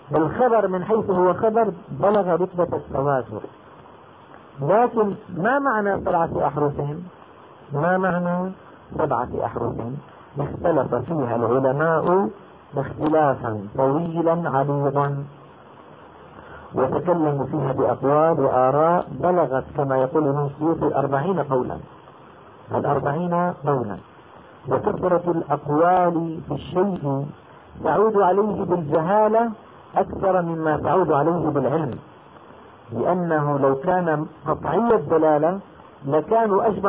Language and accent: Arabic; Damascus, Damascus Governorate, Syria; يعني هلأ مثلا أنا دمشقي شامي